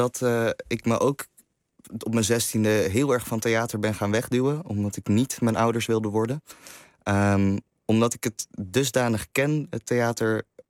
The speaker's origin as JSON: {"language": "Dutch", "town": "Amsterdam", "region": "North Holland", "country": "Netherlands", "also_born_or_lived": "Limburg", "said": "Maar als je als Amsterdammer met kunstouders op een middelbare school waar iedereen maar normaal moet doen"}